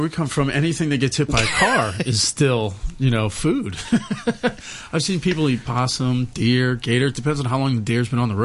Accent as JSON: {"language": "English", "region": "the South", "country": "United States", "said": "I mean, as an American, we don't really have many vegetables."}